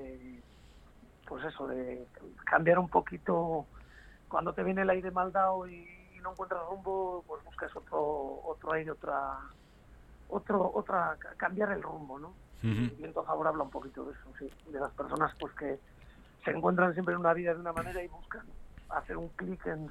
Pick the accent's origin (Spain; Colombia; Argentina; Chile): Spain; Santander, Cantabria; la Sala Escenario Santander, que es en mi tierra, con mis paisanos